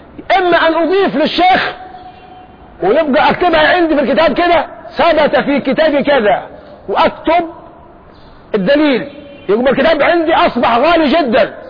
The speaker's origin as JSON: {"language": "Arabic", "country": "Egypt", "said": "طب احنا عندنا في مصر هنا للأسف الشديد عندنا محنة كبيرة"}